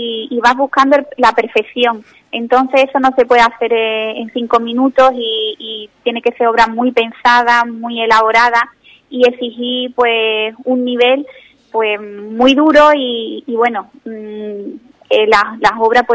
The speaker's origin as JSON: {"language": "Spanish", "town": "Ubrique", "region": "Andalusia", "country": "Spain", "tie": "born or raised there", "said": "En mi pueblo, Ubrique, cada vez que he hecho una exposición"}